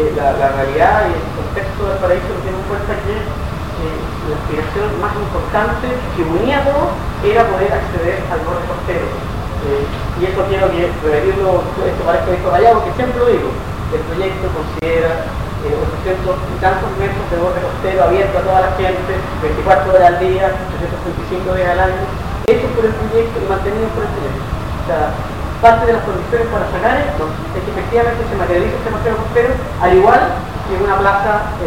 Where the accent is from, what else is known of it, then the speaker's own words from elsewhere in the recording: Valparaíso, Chile; born there; now in Santiago, Chile; yo soy nacido en Valparaíso, es lo que a mí me gusta